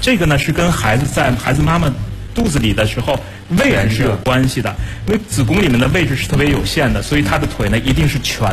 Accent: Beijing, China; 就是咱们北京话叫波棱盖

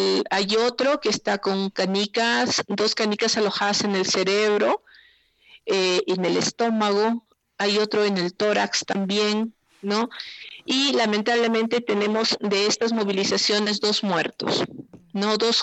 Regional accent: Cajamarca, Peru; de acá de Cajamarca, de donde yo soy

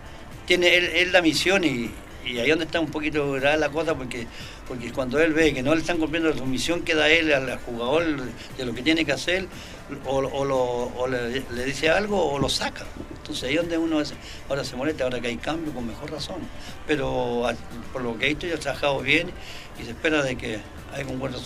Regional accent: Chile; Yo confío mucho en Chile, pero como chileno me quiero que empate o gane.

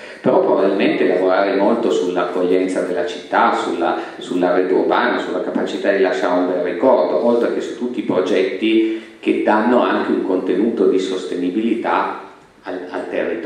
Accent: Turin, Piedmont, Italy; also born or lived in Milan; ma considero molto più la mia città di Torino. E sono venuto via da Torino

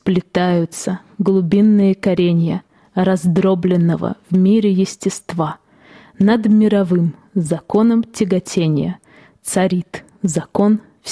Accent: Velikiye Luki, Pskov Oblast, Russia; now in Ivanovo, Russia; я сама родом не из Иваново, а из города Великие Луки, который находится в Псковской области.

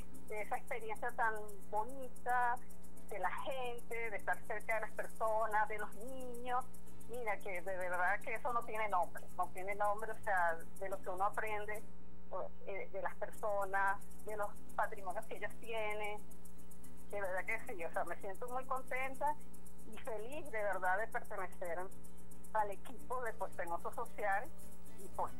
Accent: Venezuela; lo que nos identifica como venezolanos

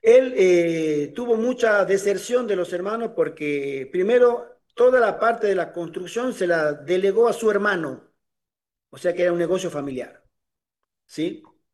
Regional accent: Tucumán, Argentina; born there; había buscado una propiedad en la provincia donde yo nací, de servidor, en Tucumán

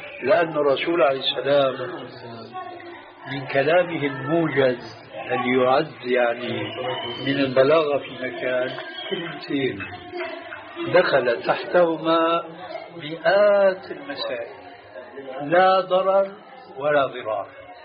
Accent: Syria; أحد العلماء الأذكياء عندنا في سوريا.

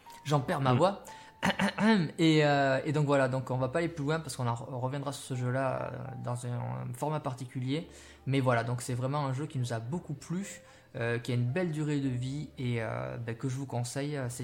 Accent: Bayonne, Nouvelle-Aquitaine, France; on est originaire du côté de Bayonne, tous les deux. Et donc c'est en Aquitaine.

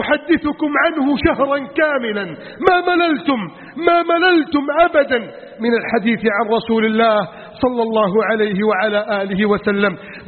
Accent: Egypt; واجعل بلدنا مصر آمنا مطمئنا وسائر بلاد المسلمين

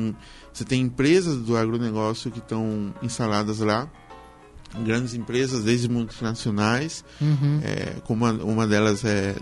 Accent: Minga Guazú, Alto Paraná, Paraguay; also born or lived in Asunción; Na verdade, eu nasci em Assunção, porém eu vivi a vida toda em Mingaguaçu

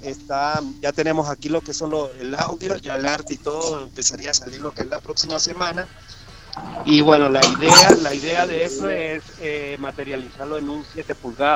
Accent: Venezuela; yo que me crié por lo menos en Venezuela

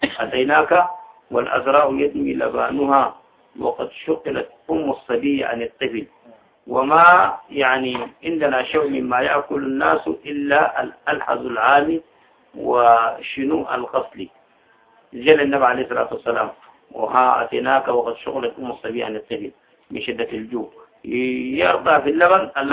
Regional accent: Sudan; حسن عندنا في السودان ما عندنا ربيع

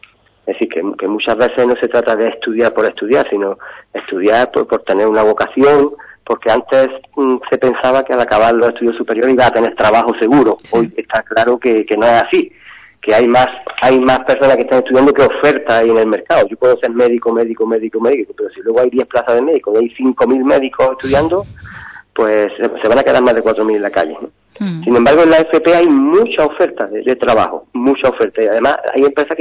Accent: Granada, Andalusia, Spain; Yo soy de Granada, estoy trabajando aquí, llevo ya 25 años.

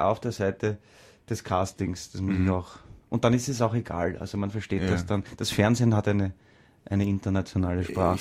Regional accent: Carinthia, Austria; accent: Carinthian; Und da bin ich einfach auch geschult von meiner Heimatgemeinde, kleiner Ort in Kärnten, und bin auch auf Kärntnerisch aufgetreten damals.

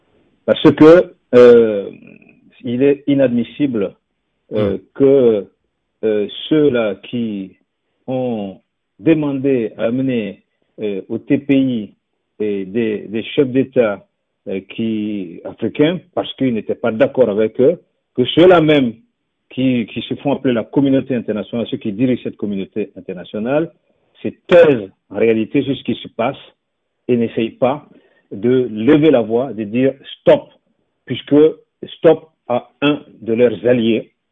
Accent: Burkina Faso; C'est tout ce qu'on a connu au Burkina Faso. En tant que Burkinabé, ce que nous avons connu, c'était cela.

